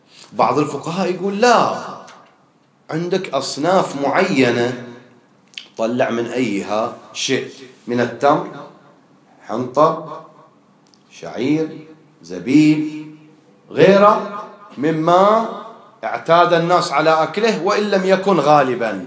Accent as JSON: {"language": "Arabic", "country": "Bahrain", "said": "ما هو القوت الغالب عندنا في البحرين اللي أكثر الناس تأكله؟"}